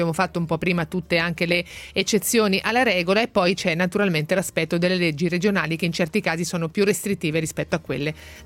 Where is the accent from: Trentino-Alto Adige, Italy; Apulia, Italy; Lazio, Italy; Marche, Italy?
Marche, Italy; now in Milan, Italy; Anch'io che sono marchigiana l'ho appreso